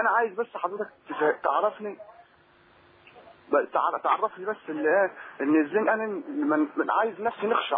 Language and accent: Arabic; Egypt; now in Libya; أنا مصري وقاعد في ليبيا